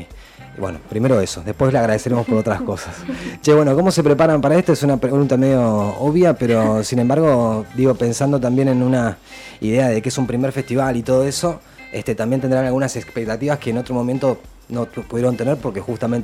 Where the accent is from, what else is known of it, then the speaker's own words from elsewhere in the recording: Río Negro, Argentina; Yo no soy de acá, soy de Río Negro y también tengo como un acercamiento al río de toda la vida.